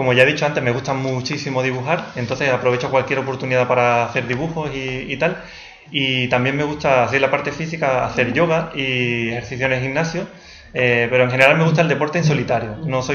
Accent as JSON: {"language": "Spanish", "region": "Andalusia", "country": "Spain", "said": "Entonces ahora me siento más conectado a España, concretamente a Andalucía y a mi pueblo."}